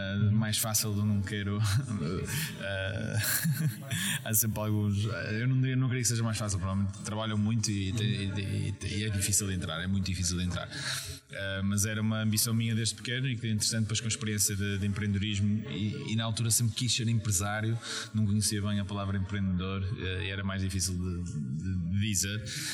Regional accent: Porto, Portugal; moved away as an adult; also born or lived in England; now in Lisbon, Portugal; Português, origem, eu nasci no Porto, vim para Lisboa, neste caso, há cerca de 5 anos atrás. Os primeiros 18 anos passei no Porto, entretanto depois fui fazer licenciatura em Inglaterra

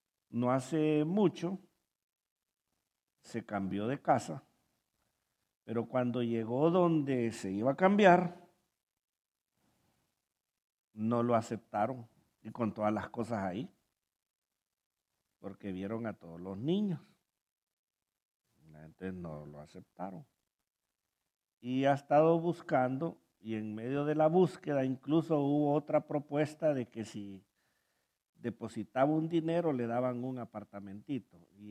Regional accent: Honduras; Y más si somos hondureños, porque en Honduras viera que le gusta poner una canción

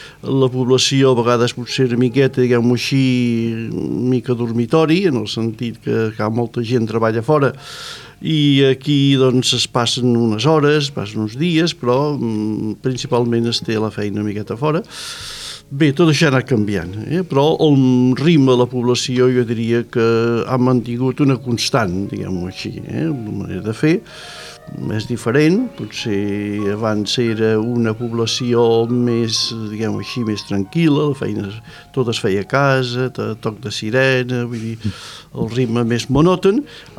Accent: Olot, Catalonia, Spain; born there; Jo pròpiament no sóc nascut aquí, sóc nascut a la Garrotxa, a Olot, a la ciutat d'Olot, però estic molt vinculat a Sallent

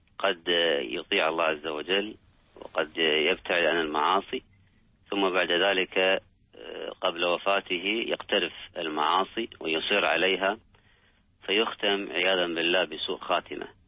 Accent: Kuwait; ذهب يزور أبا لأحد الأصدقاء في إحدى المستشفيات عندنا بالكويت

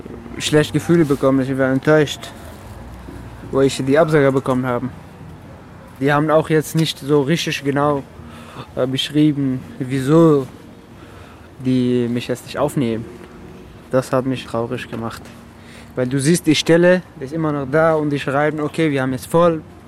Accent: Afghanistan; German is a second language; now in Germany; Afghanistan.

